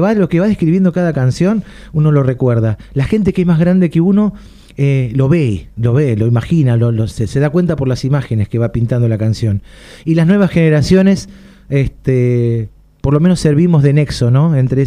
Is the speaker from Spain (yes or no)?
no; Punta Alta, Buenos Aires Province, Argentina; born there; Punta Alta, provincia de Buenos Aires.